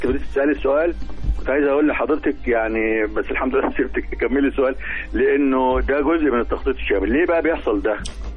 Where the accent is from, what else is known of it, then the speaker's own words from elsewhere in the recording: Upper Egypt, Egypt; عندنا في الصعيد محافظات واخده نصيب الاسد